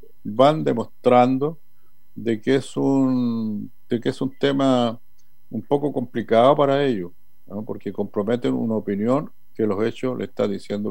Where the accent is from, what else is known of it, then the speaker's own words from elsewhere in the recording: Chile; porque todos somos chilenas y chilenos y nos cabe una responsabilidad al respecto.